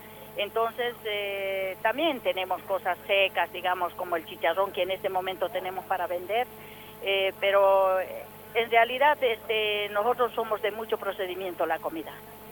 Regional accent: Oruro, Bolivia; now in Mendoza, Argentina; soy procedente de Oruro, Bolivia.

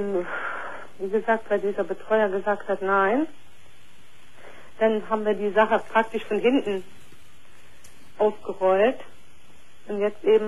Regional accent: East Germany, Germany; Ich komme aus dem Osten.

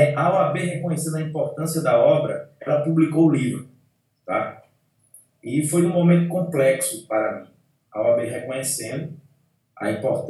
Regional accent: Pernambuco, Brazil; como pernambucano, que trabalha com audiovisual aqui no estado de Pernambuco

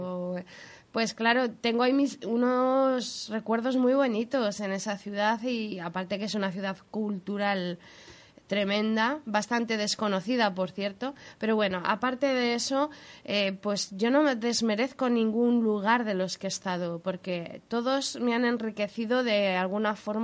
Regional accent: León, Castile and León, Spain; accent: León; Hombre, a mí León me tira pues por mi infancia, podríamos

